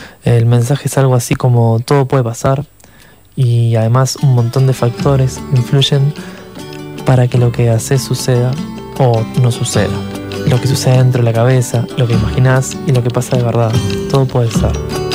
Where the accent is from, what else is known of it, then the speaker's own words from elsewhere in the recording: Montevideo, Uruguay; Actualmente somos todos de Montevideo los que tocamos